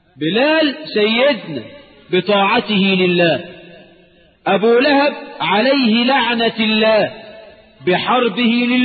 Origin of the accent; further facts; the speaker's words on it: Egypt; يبقى يتتجلى عقيدة الولاء والبراء لنا كمصريين في صوم يوم عاشوراء